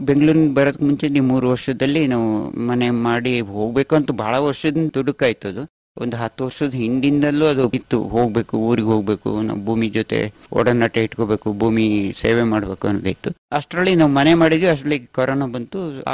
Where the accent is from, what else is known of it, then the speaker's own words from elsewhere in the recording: Aigur, Karnataka, India; also born or lived in Bangalore; ನಾವು ಇಲ್ಲೇ ಹುಟ್ಟಿ ಬೆಳೆದಿದ್ದು ಸಕಲೇಶ್ಪುರ ತಾಲೂಕು ಈ ಐಗೂರು ಗ್ರಾಮದ ಹಳ್ಳಿಗದ್ದಿನಲ್ಲಿ. ಬಾಲ್ಯ ದಿನಗಳಲ್ಲಿ ಆವಾಗ ಬಹಳ ಕಷ್ಟ ದಿನಗಳಿದ್ದವು. ಹಾಗಾಗಿ ಬೆಂಗಳೂರು ಸಿಟಿ ಹೋಗ್ಬೇಕಾದ ವ್ಯವಸ್ಥೆ ಬಂತು.